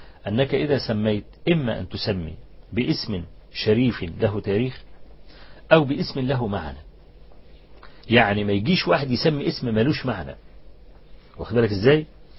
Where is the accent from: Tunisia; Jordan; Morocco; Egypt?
Egypt; زمان يعني في مدينة طوخ عندنا في مصر